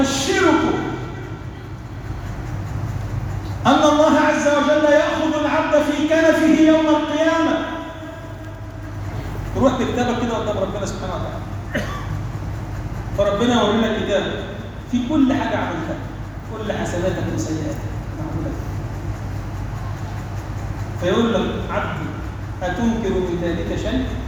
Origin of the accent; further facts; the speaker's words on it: Egypt; اللهم اجعل بلدنا مصر بلدا امنا مطمئنا